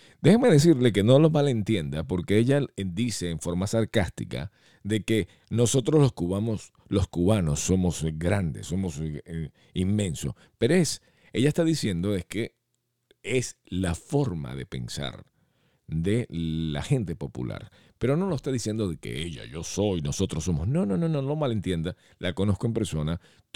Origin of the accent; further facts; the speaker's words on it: Venezuela; Soy de Venezuela, pero se me paran los pelos escuchar esto.